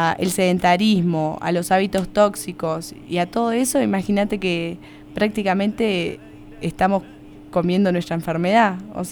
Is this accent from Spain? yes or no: no; Uruguay; moved away; Claro, esa era mi creencia cuando yo llegué de Uruguay.